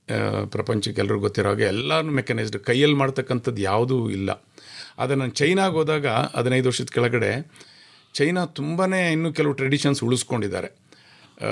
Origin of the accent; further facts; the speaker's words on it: Cholenahalli, Karnataka, India; ನಾವು ಹಾಸನ ಜಿಲ್ಲೆ ಚನ್ನರಾಯಪಟ್ಟಣ ತಾಲೂಕಿನ ಪಕ್ಕದಲ್ಲಿ ಒಂದು ಹಳ್ಳಿ, ಚೋಳೇನಹಳ್ಳಿ ಅಂತ, ಆ ಹಳ್ಳಿನಲ್ಲಿ ಹುಟ್ಟಿದವನು.